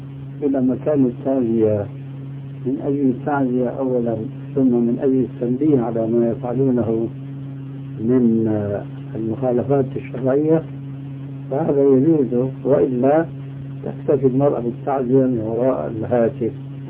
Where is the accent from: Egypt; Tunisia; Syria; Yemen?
Syria; وأنا شامي طبعا